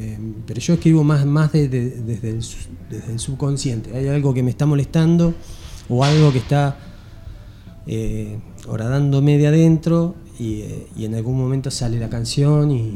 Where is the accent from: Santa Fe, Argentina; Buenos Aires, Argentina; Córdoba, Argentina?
Buenos Aires, Argentina; Barker; born there; Yo nací en Barker. En Barker hay gente, hay chaqueños, hay correntinos, hay formoseños, bolivianos, chilenos, rusos, riojanos.